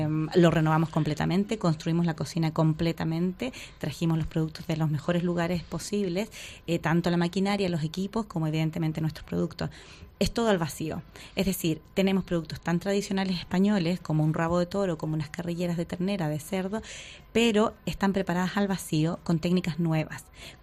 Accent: Miami, Florida, United States; Bueno, yo soy americana de Estados Unidos, de Miami

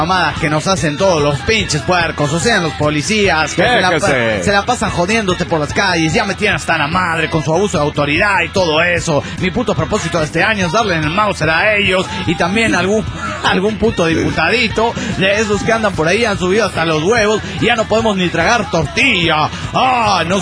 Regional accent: Veracruz, Mexico; Sí, yo soy de Veracruz, mera.

